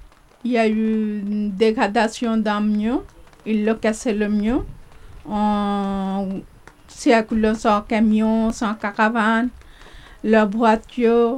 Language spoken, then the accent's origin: French; Jarnac, Nouvelle-Aquitaine, France; born there; mon lieu de naissance en France à Jarnac. Je suis née en Charente. Mais je suis grandie étrangère parce que je me suis été kidnappée quand j'étais 3 ans.